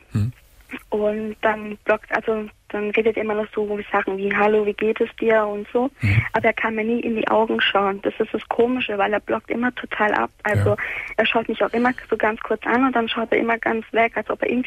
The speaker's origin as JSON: {"language": "German", "region": "Sicily", "country": "Italy", "said": "also ich bin halt Italienerin, Sizilianerin, um besser gesagt."}